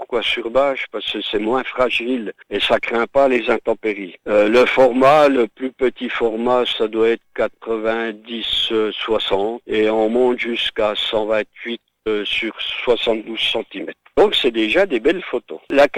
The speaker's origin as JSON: {"language": "French", "region": "Bourgogne-Franche-Comté", "country": "France", "tie": "born or raised there", "said": "Et comme je suis natif du Haut-Doubs, j'étais également petit spéléologue"}